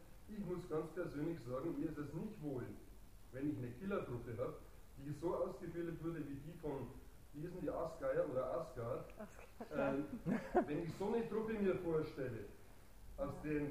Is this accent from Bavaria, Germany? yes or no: yes; Bavaria, Germany; Wie Sie hören, bin ich aus Bayern, sogar da war das möglich